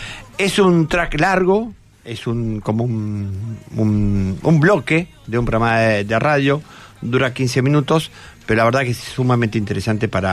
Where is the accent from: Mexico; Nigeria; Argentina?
Argentina; Buenos Aires; Muchas veces nosotros vivimos aporteneados, ¿no? Somos muy porteños